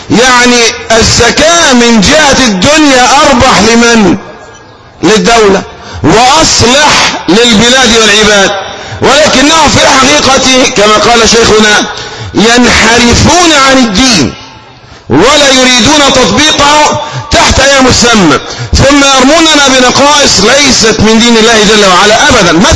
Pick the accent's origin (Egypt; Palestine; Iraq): Egypt; مثلا عندنا في مصر مصلحة ضخمة جدا